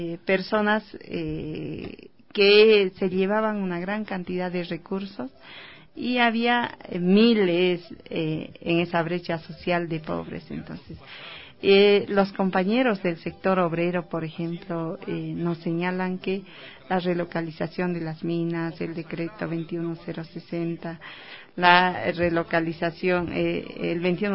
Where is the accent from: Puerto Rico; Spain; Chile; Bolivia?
Bolivia; seguir liderando el tema económico en mi país, el corazón de Sudamérica, como lo denominamos nosotros, el Estado Plurinacional de Bolivia.